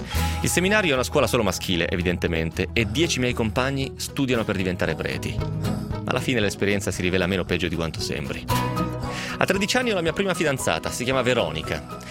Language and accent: Italian; Romentino, Piedmont, Italy; All'elementare inizio a giocare a pallone. AS Romentinese si chiama la squadra del mio paese.